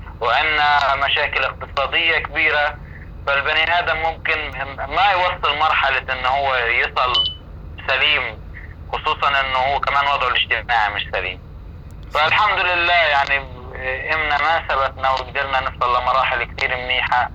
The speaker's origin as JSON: {"language": "Arabic", "town": "Gaza", "region": "Gaza Strip", "country": "Palestine", "moved": "as an adult", "said": "فأنا اضطريت أخرج من غزة لأنه أنا بدي بنتي تنولد في بيئة طبيعية كويسة"}